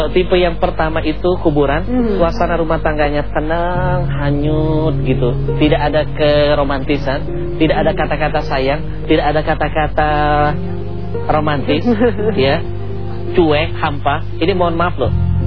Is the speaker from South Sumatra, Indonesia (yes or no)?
yes; Palembang, South Sumatra, Indonesia; Kalau orang kampung saya Palembang bilang cemekean.